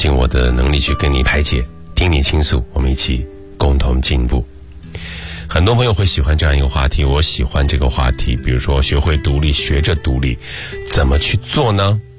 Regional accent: Shandong, China; now in Beijing, China; 我从小不在北京长大，我从小在山东长大。我来北京十几年了

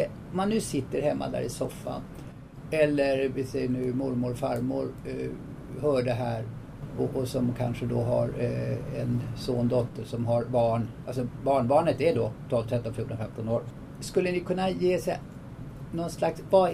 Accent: Tyresö, Stockholm County, Sweden; Jag har en liten annan devis här som jag är uppvuxen med här i Tyresö.

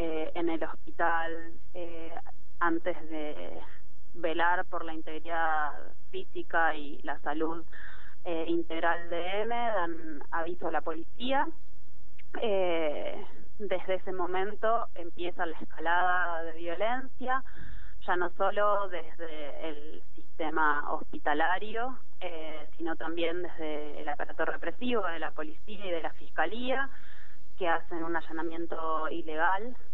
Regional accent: Bariloche, Río Negro, Argentina; now in Buenos Aires, Argentina; Yo soy de Bariloche, pero estoy ahora en Buenos Aires.

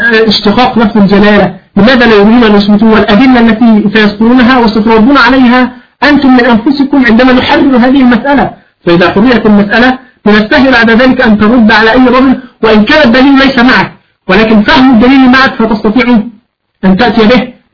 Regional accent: Egypt; لا أنا مصري

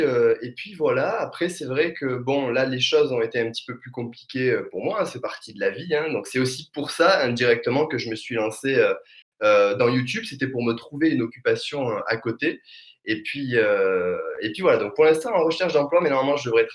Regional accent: Alès, Occitanie, France; Je suis d'Alès, en fait, donc dans le Gard, donc forcément dans le sud de la France. Je pense que ça s'entendra et on me le dit assez souvent.

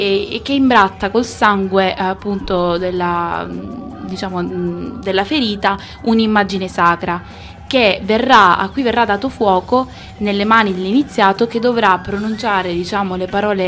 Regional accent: Sicily, Italy; per quanto sono siciliana

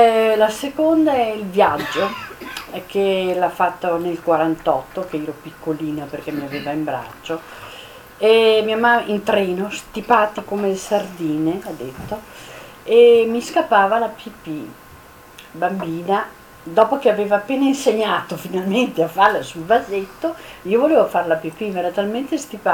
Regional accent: Rijeka, Primorje-Gorski Kotar County, Croatia; born there; sono nata a Fiume, dopo guerra però, finita appena appena.

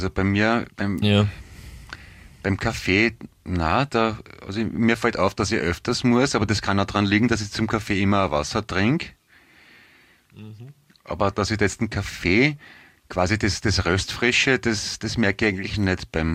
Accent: Vienna, Austria; Gebürtig, geboren, aufgewachsen, immer noch wohnhaft, ein echter Wiener, ne?

